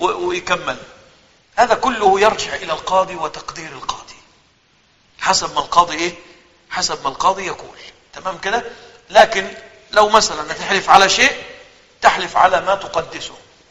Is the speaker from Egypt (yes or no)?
yes; Egypt; عندنا في مصر ما أعرفش عنده الكلام ده اسمها قائمة الأساس أو المنقولات